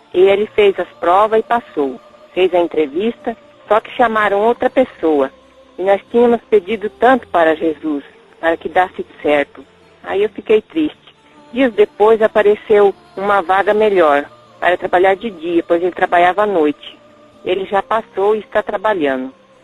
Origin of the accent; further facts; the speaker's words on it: Florestópolis, Paraná, Brazil; sou de Florestópolis, no Paraná.